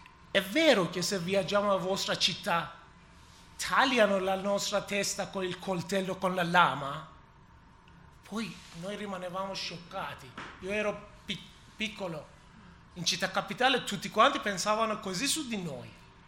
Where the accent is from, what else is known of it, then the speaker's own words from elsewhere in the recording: Iran; Italian is a second language; moved away; Se ancora io ero nel mio paese, cosa poteva succedere per mia figlia?